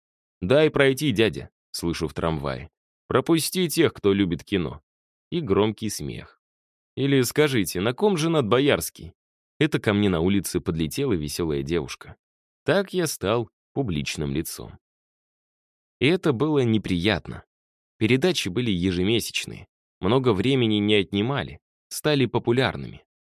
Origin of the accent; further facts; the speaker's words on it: Saint Petersburg, Russia; Я ленинградец, это нереально.